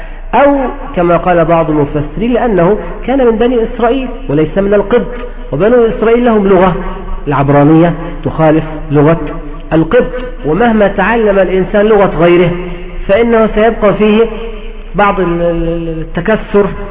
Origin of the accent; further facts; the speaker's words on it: Egypt; نهر النيل عندنا في مصر